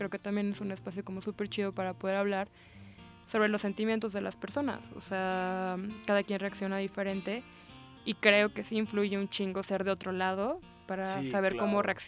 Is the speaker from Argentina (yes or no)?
no; Morelos, Mexico; now in Mexico City, Mexico; yo soy de Morelos y como que nuestros estados acaban como de sufrir cierto daño